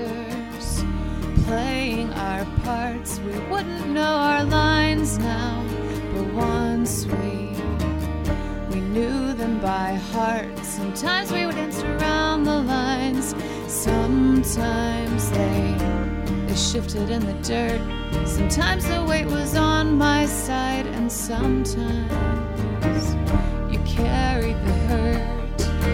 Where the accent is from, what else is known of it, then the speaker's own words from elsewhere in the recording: Tuscany, Italy; accent: Tuscan; Italian is a second language; E io parlo con un accento toscano.